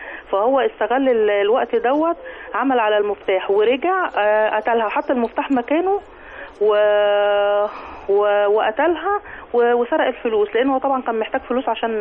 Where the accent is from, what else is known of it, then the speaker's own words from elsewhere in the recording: Shubra El Kheima, Qalyubia, Egypt; من شبرا الخيمة.